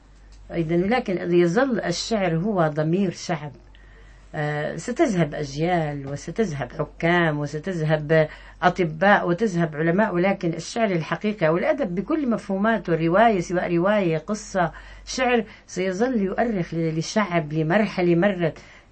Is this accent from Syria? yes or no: yes; Syria; فأنا شخصيا أرفض رفض قاطع أن أقول أني سورية، أنا عربية سورية.